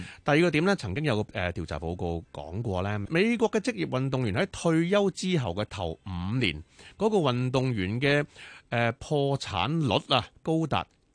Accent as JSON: {"language": "Cantonese", "country": "Hong Kong"}